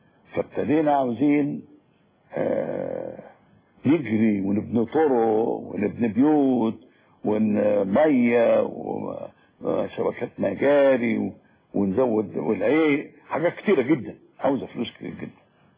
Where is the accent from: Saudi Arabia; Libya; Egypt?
Egypt; فدور المرأة اتغير كتير قوي قوي قوي خصوصا عندنا في مصر